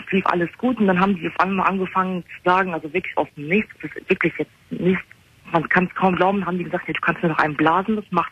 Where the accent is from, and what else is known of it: Germany; born there